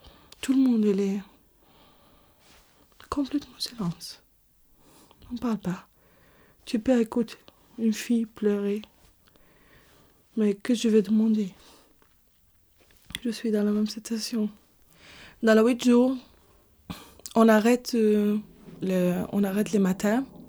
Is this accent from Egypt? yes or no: yes; Egypt; also born or lived in Iraq; Je suis née au Irak. Je suis une femme de 30 ans. Je viens d'Égypte. J'ai une vraie stricte famille, religieusement.